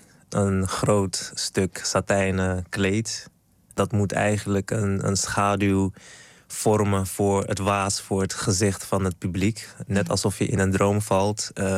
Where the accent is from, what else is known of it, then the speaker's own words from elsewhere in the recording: Suriname; Ik kom natuurlijk uit Suriname. En een van de dingen waarmee ik ben opgegroeid is bijvoorbeeld Winti.